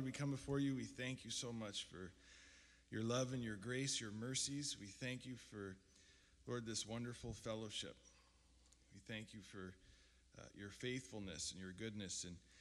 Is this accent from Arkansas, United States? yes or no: no; Bronx, New York, United States; But I grew up in the Bronx. Originally, I was raised as an Orthodox Jew. I was a graduate of Yeshiva University